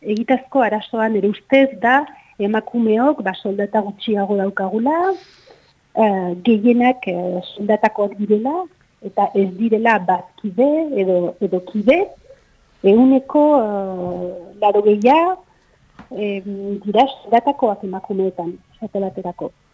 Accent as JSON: {"language": "Basque", "town": "San Sebastián", "region": "Basque Country", "country": "Spain", "tie": "born there", "said": "ni sortzez Donostiarra naiz, orduan ba irian jaio nintzen"}